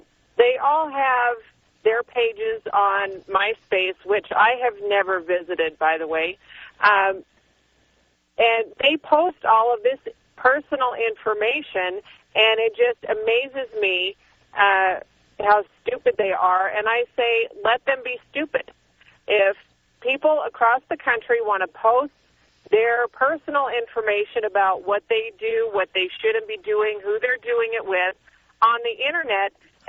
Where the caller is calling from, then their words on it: Phoenix, Arizona, United States; I am calling from Phoenix. I'm a first-time caller.